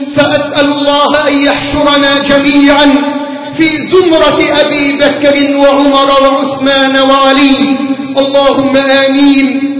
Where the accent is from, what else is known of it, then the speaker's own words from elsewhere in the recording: Egypt; اللهم اجعل بلدنا مصر واحة للأمن والأمان